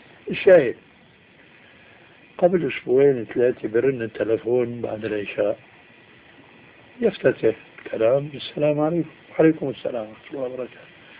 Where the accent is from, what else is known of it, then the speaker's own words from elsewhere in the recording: Syria; راحت أيام وجاءت أيام كما يقولون عندنا في الشام